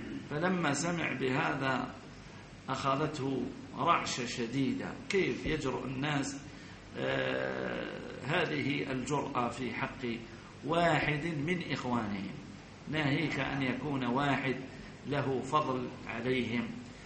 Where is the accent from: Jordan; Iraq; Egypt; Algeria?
Algeria; عندنا في الجزائر ما على كل حال هؤلاء ليسوا بشيء